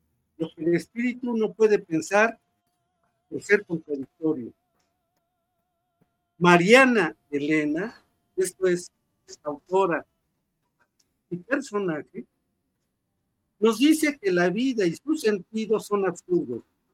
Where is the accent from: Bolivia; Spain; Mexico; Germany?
Mexico; cuán distintos somos los mexicanos a otros humanos